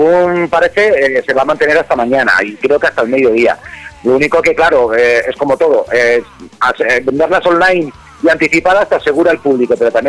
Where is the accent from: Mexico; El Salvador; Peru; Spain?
Spain; Coslada, Community of Madrid; now in Madrid, Spain; yo soy de Coslada de toda la vida, aunque ahora estoy viviendo en Hortaleza, pero me he criado allí.